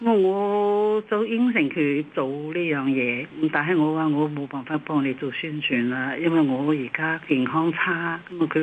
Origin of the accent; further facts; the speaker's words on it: Shanghai, China; now in Hong Kong; 我系上海人啦。以前系上海嘅时候咧，已经流行咗好多西曲啦